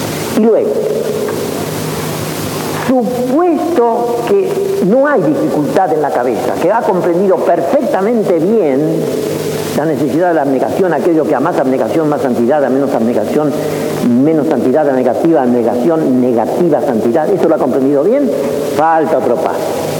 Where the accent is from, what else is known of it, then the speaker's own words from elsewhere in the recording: Argentina; Soy argentino y puedo hablar con libertad.